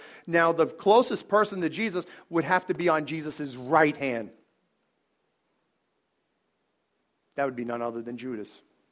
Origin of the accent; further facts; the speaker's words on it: Bronx, New York, United States; I'm not yelling, I'm talk like this. This is, I'm from the Bronx. I'm Italian.